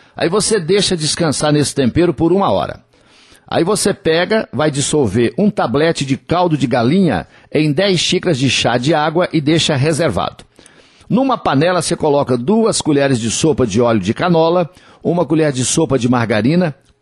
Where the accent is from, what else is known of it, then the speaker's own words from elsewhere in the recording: Coromandel, Minas Gerais, Brazil; Dia 5 de julho tem show de … no Parque de Exposições Antônio Dagger, lá na minha terra, em Coromandel, na Festa do Leite, na Feira do Leite